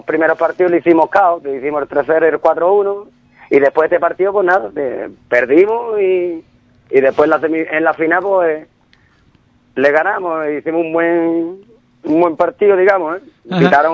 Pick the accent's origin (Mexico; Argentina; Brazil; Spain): Spain; Ubrique, Andalusia; saben que somos de Ubrique y saben que jugamos al fútbol casi la mayoría